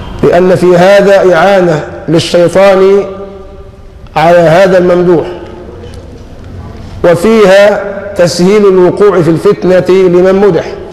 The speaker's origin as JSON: {"language": "Arabic", "country": "Egypt", "said": "نحن كمصريين نسأل الله لمصر العافية، كمصريين"}